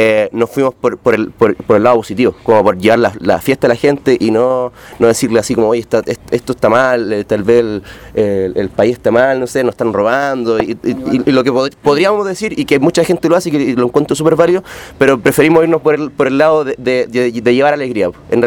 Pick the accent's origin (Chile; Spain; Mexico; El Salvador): Chile; la mayoría de nosotros de la banda, que cuando, no sé, teníamos 11, 12 años, nacimos y crecimos escuchando cumbia allá